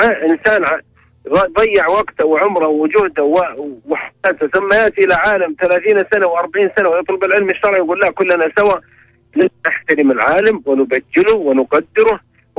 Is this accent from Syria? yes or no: yes; Syria; now in Riyadh, Saudi Arabia; أنا سوري مقيم في الرياض يعني